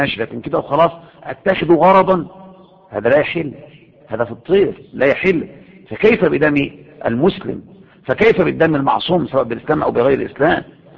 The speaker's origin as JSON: {"language": "Arabic", "country": "Egypt", "said": "المظاهرات اللي عندنا في مصر"}